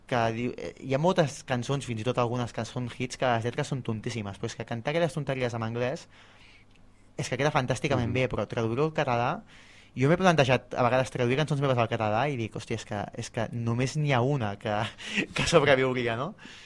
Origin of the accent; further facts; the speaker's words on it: Cardedeu, Catalonia, Spain; tracta sobre el meu poble, que és Cardedeu